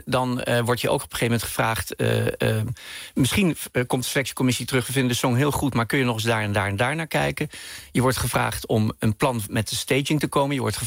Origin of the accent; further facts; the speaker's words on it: Bergen op Zoom, North Brabant, Netherlands; wat ik zelf in de stad, in dit geval Berg op Zoom, waar ik opgroeide, zag